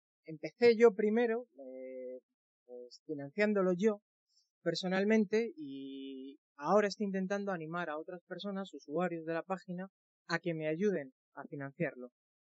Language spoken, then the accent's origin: Spanish; Alcobendas, Community of Madrid, Spain; Pues soy de Madrid, de una localidad al norte llamada Alcobendas.